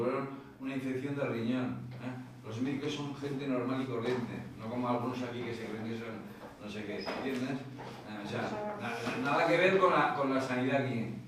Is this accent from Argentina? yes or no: no; Spain; yo siendo español, en La Habana